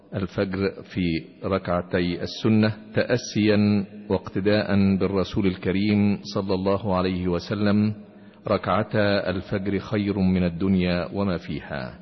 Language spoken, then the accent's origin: Arabic; Egypt; ويحب بلادنا مصر العزيزة